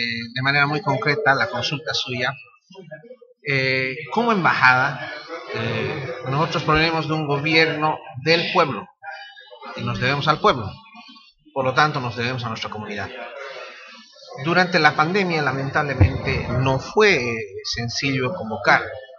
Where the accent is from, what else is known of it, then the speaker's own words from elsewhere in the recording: Tarija, Bolivia; conozco un paisano, yo soy de Tarija